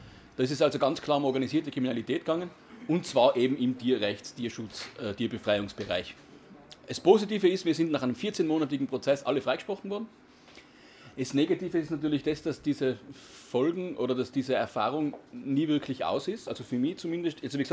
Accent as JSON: {"language": "German", "region": "Tyrol", "country": "Austria", "said": "Wie gesagt, ich bin aus Österreich, aus Tirol."}